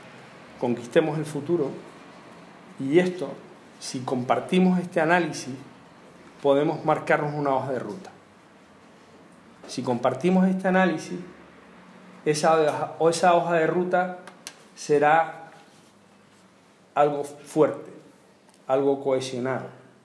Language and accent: Spanish; Canary Islands, Spain; No cabe más una playa artificial en mi tierra. En Lanzarote hay proyectadas dos playas artificiales. Y yo tengo bronca con los míos allí.